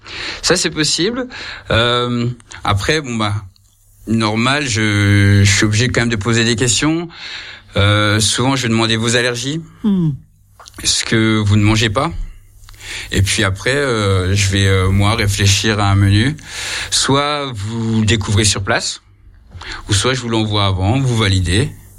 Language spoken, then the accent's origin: French; Grand Est, France; Moi, j'ai grandi dans les Vosges, donc c'est aussi pour ça.